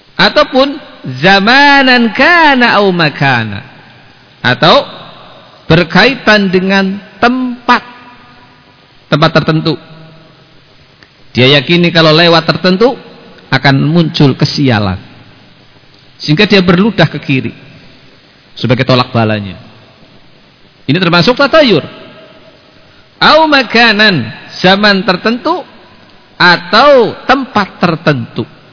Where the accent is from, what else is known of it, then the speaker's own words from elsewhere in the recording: Banyumas, Central Java, Indonesia; Sebagaimana sebagian orang di tempat kita, orang Banyumas itu apesnya konon hari Sabtu apa?